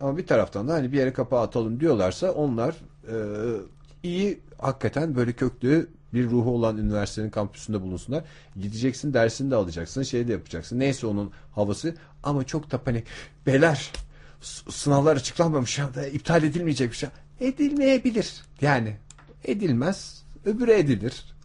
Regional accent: İzmir, Turkey; Ben İzmir'de çok dar bir çevrede büyüdüm. İşte evet. Alsancak çocuğu denen o adamlardan yani böyle yürüme mesafesinde bir dünyada yaşıyorsun

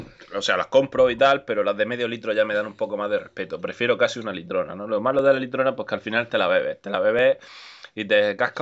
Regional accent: Granada, Andalusia, Spain; allí, de allí de mi tierra

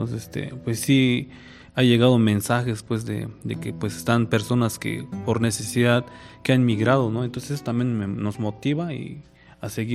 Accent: Oxchuc, Chiapas, Mexico; yo soy originario de Oxchuc

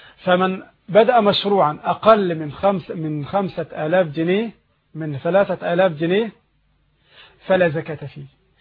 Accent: Egypt; لكن تقريبا عندنا في مصر الآن بـ150 تقريبا

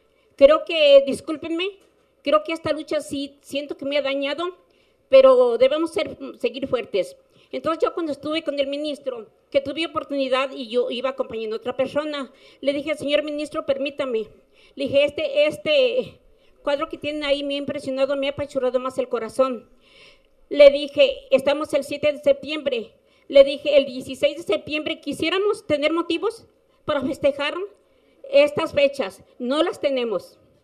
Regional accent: Temaca, Jalisco, Mexico; somos de Temaca, quieren matar al pueblo y tenemos el derecho de estar aquí

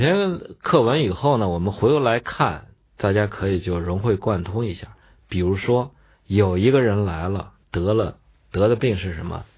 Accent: China; 所以这个甲子是我们中国人的纪年的方法

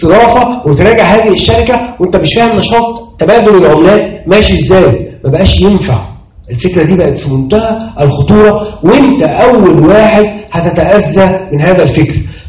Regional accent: Egypt; ان الاستثمار ما يجيش عشان ما فيش مهنه منظمه عندنا في مصر.

